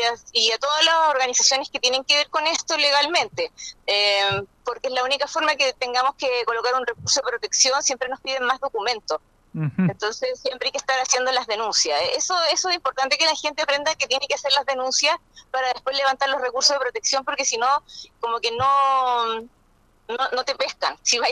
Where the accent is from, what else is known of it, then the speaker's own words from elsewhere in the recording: Villa Alemana, Valparaíso, Chile; soy de Villa Alemana